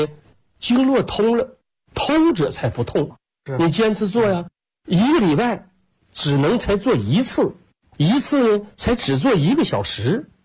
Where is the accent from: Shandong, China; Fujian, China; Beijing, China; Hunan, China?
Shandong, China; also born or lived in Northeast China; 我说我是搁山东，我老家是山东人，我们也是下山东来到东北的